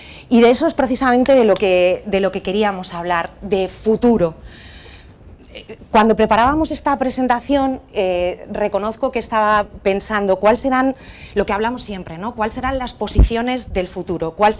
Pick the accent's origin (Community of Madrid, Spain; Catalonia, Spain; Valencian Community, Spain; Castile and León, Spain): Community of Madrid, Spain; Madrid; accent: Castilian; Como veis, acento no tengo. Llevo toda la vida viviendo en Madrid, así que tengo un acento un poco más castellano, pero la realidad es que mi familia es de aquí, es de Sevilla, toda mi familia es de Andalucía